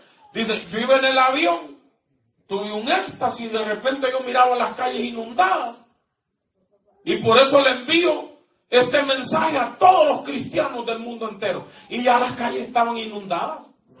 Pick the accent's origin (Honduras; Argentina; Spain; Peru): Honduras; Dígamelo a mí, que soy un hondureño patarrajada.